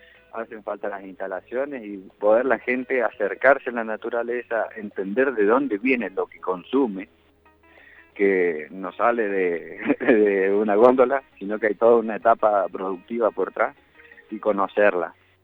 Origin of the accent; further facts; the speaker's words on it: Argentina; que es lo que nos da esas características como argentinos